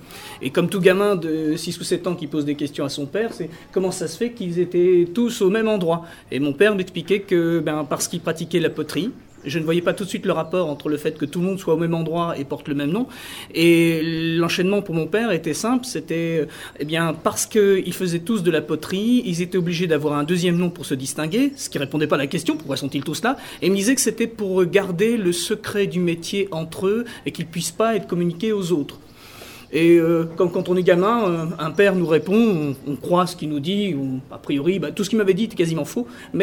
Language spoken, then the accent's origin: French; Normandy, France; je suis prof d'histoire-géo au lycée Alain, à Alençon, dans le sud de la Normandie, aux limites de la Sarthe. Et évidemment, je suis originaire de la Manche